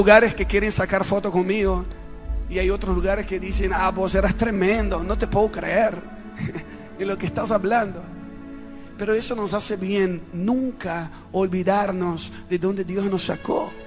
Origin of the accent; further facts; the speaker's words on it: Rio de Janeiro, Brazil; Spanish is a second language; moved away; en la ciudad donde yo crecí, en Río de Janeiro, y más específicamente en la iglesia donde crecí con mi familia.